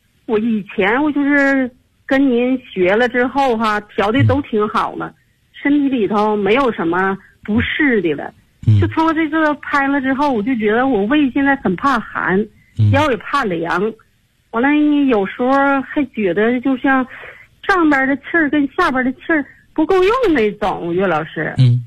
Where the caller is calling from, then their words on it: Tianjin, China; 我来自天津河西区。